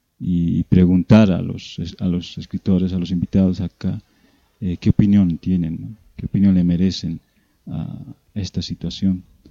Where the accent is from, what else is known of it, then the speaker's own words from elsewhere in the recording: Bolivia; como poetas, como escritores, que somos de Bolivia, del Estado Plurinacional de Bolivia